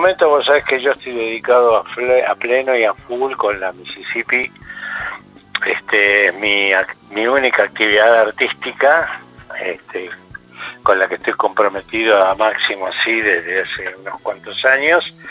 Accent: Florida, Buenos Aires Province, Argentina; yo nací en Capital, pero me crié en Florida, Vicente López, ese fue mi barrio natal

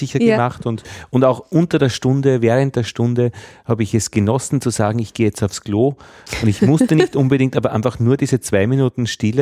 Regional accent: Austria; Ist der Graubereich, aber da sind wir Österreicher eh gut.

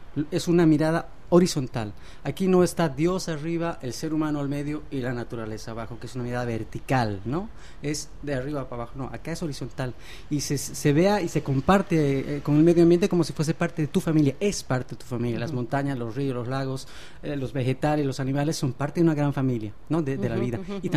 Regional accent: Bolivia; como venimos de Bolivia nosotros, ¿no?

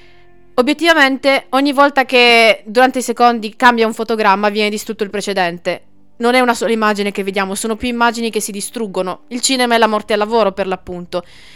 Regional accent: Bari, Apulia, Italy; io sono di Bari, ho studiato prevalentemente in Puglia

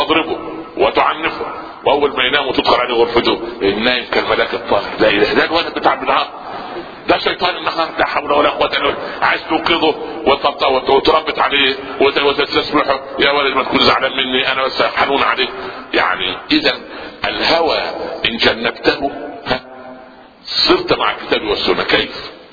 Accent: Upper Egypt, Egypt; في مثل عندنا في الصعيد

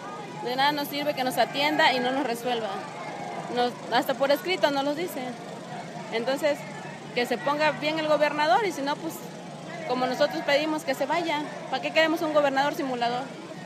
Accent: Acapulco, Guerrero, Mexico; Nosotros venimos de Acapulco, de varias comunidades.

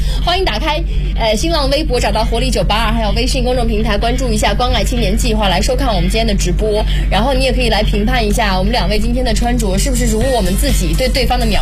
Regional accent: Jiangsu, China; 就你知道我们南方城市，我是江苏人、我是不供暖的、

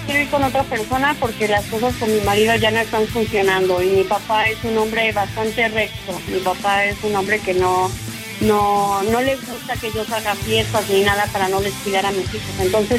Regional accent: Iztapalapa, Mexico City, Mexico; now in Cuautla, Mexico; No, yo soy del Distrito Federal de Iztapalapa, bien orgulloso.

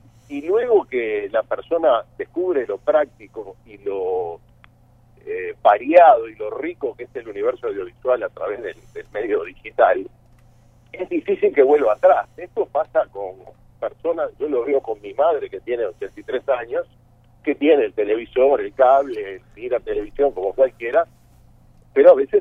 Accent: Montevideo, Uruguay; mirá que yo soy montevideano y he viajado por el interior

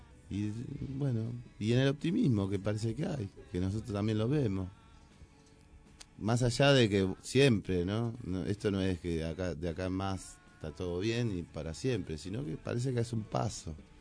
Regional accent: Moreno, Buenos Aires Province, Argentina; Yo siempre hablo acá en Moreno, ¿no? Porque soy de Moreno

